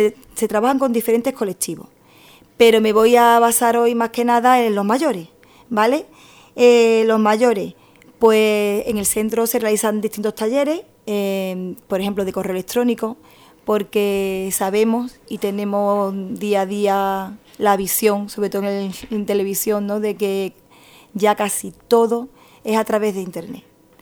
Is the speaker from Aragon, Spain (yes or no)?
no; El Rubio, Andalusia, Spain; born there; now in Gelves, Spain; soy nacida en El Rubio, me siento rubeña, pero al mismo tiempo, hoy día ya también me siento gelveña, porque exactamente tengo 45 años y llevo hace 22 años que pisé Gelve.